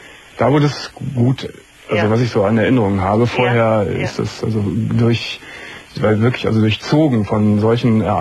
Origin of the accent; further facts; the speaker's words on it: Gummersbach, North Rhine-Westphalia, Germany; in der Volksschule in Gummersbach, wo ich herkomme